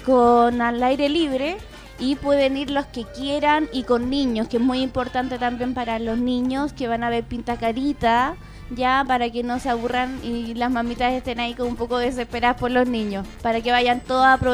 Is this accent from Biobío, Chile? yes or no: no; Maipú, Santiago Metropolitan Region, Chile; Tengo sí, vengo de Maipú.